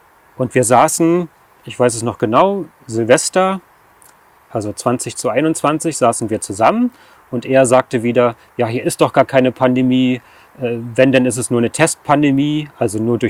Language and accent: German; Berlin, Germany; ich bin 46 Jahre alt, ich komme aus dem Raum Berlin